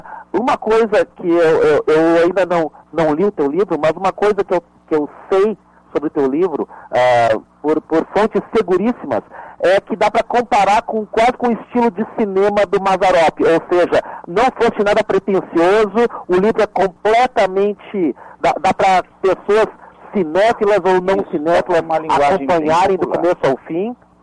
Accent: Teresina, Piauí, Brazil; born there; Não, eu nasci em Teresina, no Piauí, e eu me lembro de cidades no interior ali com TV na praça.

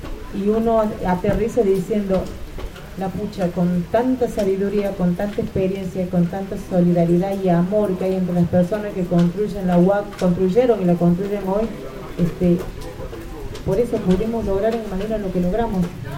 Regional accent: Córdoba, Argentina; Vengo de la provincia de Córdoba. Vivo en el barrio de Malinas, Argentina.

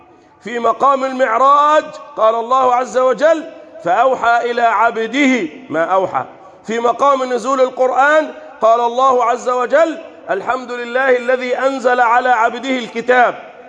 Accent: Egypt; اللهم احفظ بلدنا مصر

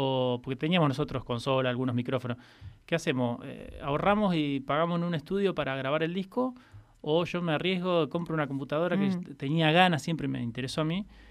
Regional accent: Santa Rosa, La Pampa, Argentina; soy una persona que nací en Santa Rosa, uh-huh. y viví toda mi vida en Santa Rosa, nunca me fui, no es que tuve un rato en cada lado

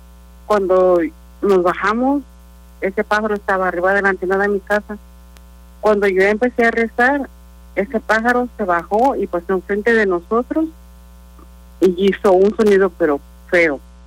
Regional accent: San Miguel de Allende, Guanajuato, Mexico; now in United States; Sí, les estoy hablando de Texas. Yo en veces, bueno, yo también, yo soy de San Miguel de Allende.

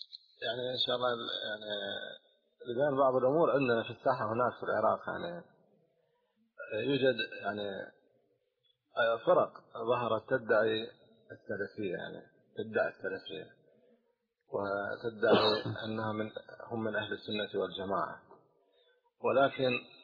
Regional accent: Jordan; هنا عندنا في الأردن

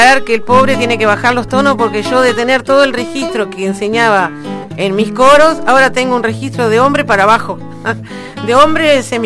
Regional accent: Carmen, Durazno, Uruguay; now in Durazno, Uruguay; yo me sentí también muy presionada en el Liceo Rubino cuando me vine del Carmen.

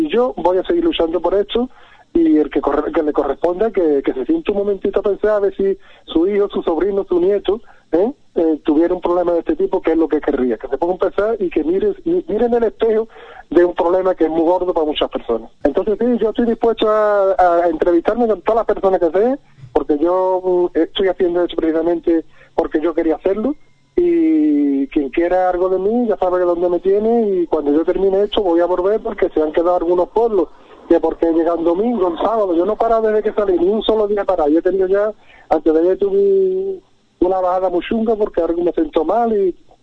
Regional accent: Algeciras, Andalusia, Spain; Yo soy de Algeciras, yo no estoy pidiendo que se vaya a Algeciras

